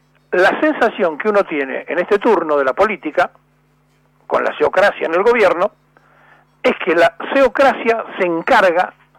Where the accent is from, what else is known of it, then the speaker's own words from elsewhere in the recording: Buenos Aires, Argentina; de hecho nací en la capital, soy porteño